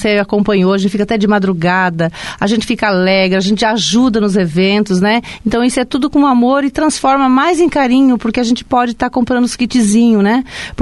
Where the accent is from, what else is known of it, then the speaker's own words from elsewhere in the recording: Cianorte, Paraná, Brazil; now in Foz do Iguaçu, Brazil; Eu era bem jovem, quando eu vim para Foz do Iguaçu, tinha meus 17 anos, né?